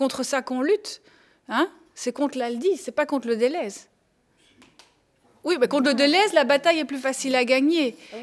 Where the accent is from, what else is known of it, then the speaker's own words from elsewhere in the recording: Schaerbeek, Brussels-Capital Region, Belgium; Donc, je viens de Scarbeck. à Bruxelles.